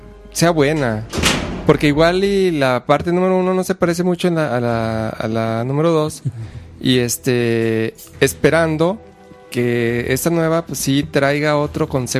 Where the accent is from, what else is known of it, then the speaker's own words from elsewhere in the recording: Mexico; la etnia de mayor crecimiento de migrantes en Estados Unidos ya no somos los mexicanos.